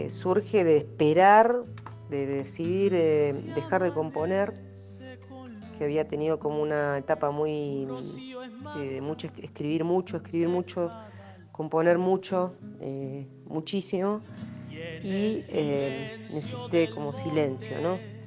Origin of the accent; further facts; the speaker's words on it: Buenos Aires, Argentina; born there; also born or lived in Spain; now in San Esteban, Argentina; Vivo en San Esteban, aquí cerquita, y bueno, nací en Buenos Aires, y después, cuando ya me independicé un poco, empecé a viajar mucho. Viví 10 años en España, que mi familia es de ahí, mi mamá es andaluza, de Sevilla.